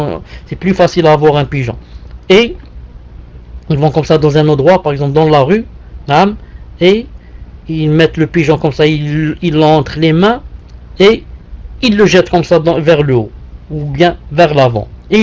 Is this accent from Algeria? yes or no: yes; Algeria; Chez nous, il n'y a pas les roux, il y a seulement les cheveux noirs. Donc, il n'y a pas ça chez nous en Algérie.